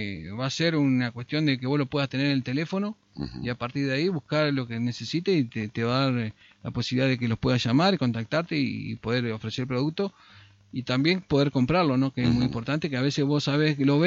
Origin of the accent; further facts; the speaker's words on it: Concordia, Entre Ríos, Argentina; te preguntan de dónde sos, sin presentarte, te dicen de Concordia, de Concordia.